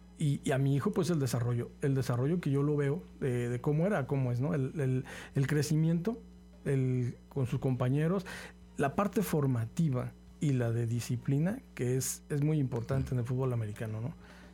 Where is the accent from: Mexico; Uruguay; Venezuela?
Mexico; Querétaro; now in Xalapa, Mexico; Nosotros venimos de la ciudad de Querétaro, llegando a Jalapa